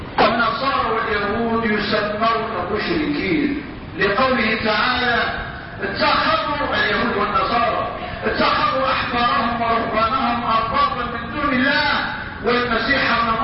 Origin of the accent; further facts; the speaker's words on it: Morocco; ومع الأسف الشديد يقع هذا أيضا عندنا في المغرب